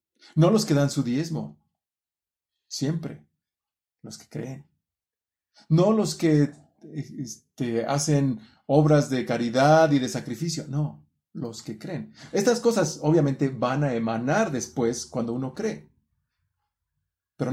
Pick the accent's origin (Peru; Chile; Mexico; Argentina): Mexico; Es como los mexicanos. Estamos cansados de la violencia, estamos cansados de la corrupción de casi 100 años que ha vivido nuestro país.